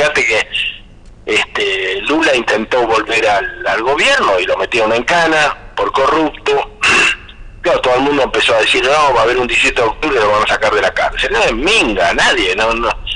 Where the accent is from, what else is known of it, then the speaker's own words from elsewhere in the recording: Argentina; todo esto a nosotros como argentinos nos pasó un poco inadvertido